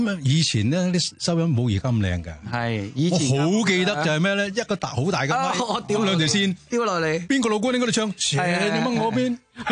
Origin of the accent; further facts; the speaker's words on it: Macau; 我记得嗰时我澳门住啊，我澳门出世